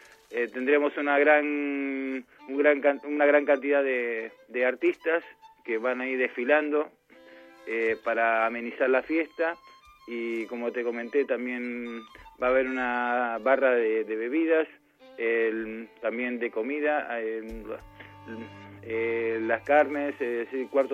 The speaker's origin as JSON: {"language": "Spanish", "country": "Argentina", "said": "como argentinos que somos"}